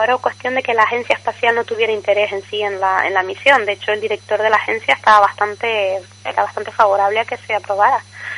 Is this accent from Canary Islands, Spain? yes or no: yes; Canary Islands, Spain; Yo soy de Tenerife.